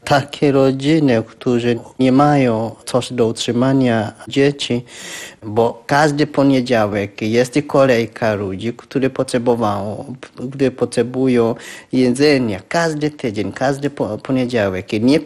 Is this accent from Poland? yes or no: no; Kenya; Polish is a second language